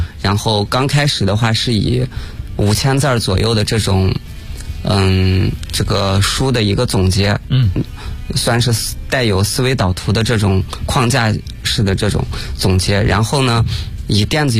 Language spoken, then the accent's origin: Chinese; Gansu, China; now in Beijing, China; 不过我是甘肃人哈，然后所以我是去年我就来到北京了，直接在北京